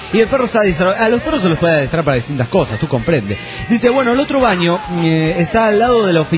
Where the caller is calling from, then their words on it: Stockholm, Stockholm County, Sweden; de Estocolmo, Suecia.